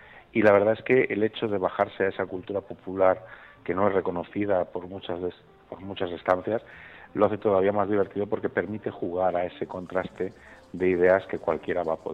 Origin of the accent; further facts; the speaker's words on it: Valencia, Valencian Community, Spain; en este caso de mi tierra, de Valencia